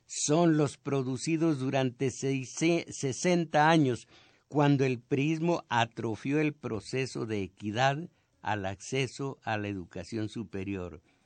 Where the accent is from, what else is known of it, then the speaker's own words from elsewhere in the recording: Mexico; yo soy mexicano pero no soy primero.